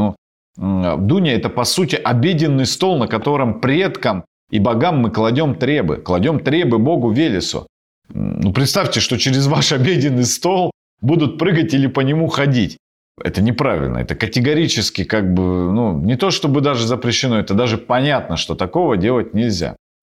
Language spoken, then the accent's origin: Russian; Krasnoyarsk Krai, Russia; но в Сибири обычно проводят прославление в помещении, особенно на Таймыре, откуда я родом.